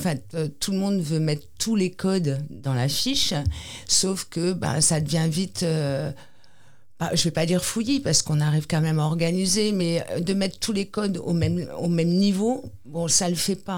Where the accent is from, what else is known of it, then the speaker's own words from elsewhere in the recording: Nouvelle-Aquitaine, France; Ici, c'est vraiment, voilà, on est basque, on perpétue les chants, la langue